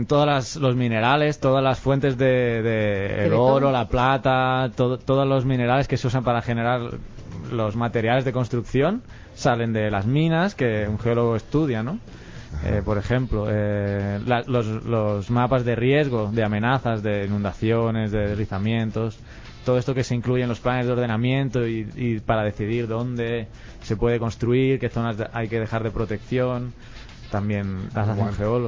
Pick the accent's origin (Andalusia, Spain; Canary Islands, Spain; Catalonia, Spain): Catalonia, Spain; Barcelona; En España, de donde vengo yo, no. Bueno, ha temblado hace poco en el sur, pero en la parte norte, donde soy yo, de Barcelona, no suele temblar